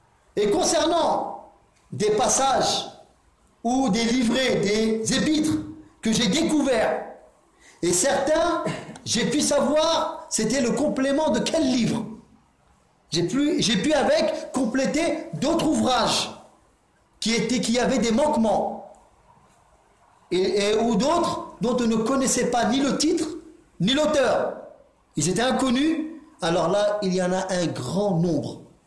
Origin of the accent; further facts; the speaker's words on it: Drancy, Île-de-France, France; J'ai grandi à Drancy, il est pas loin de la ville de Drancy